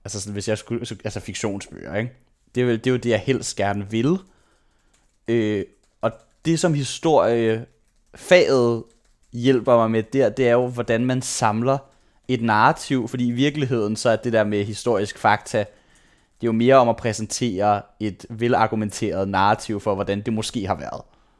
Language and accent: Danish; Frederiksberg, Capital Region of Denmark, Denmark; also born or lived in Aarhus; Jeg er født i Aarhus, men det flyttede jeg hurtigt væk fra. Det kan jeg ikke huske. Så flyttede jeg til Frederiksberg, og så boede jeg der indtil jeg var 20. Og der gik jeg i børnehave, der gik jeg i folkeskole, der gik jeg i gymnasiet.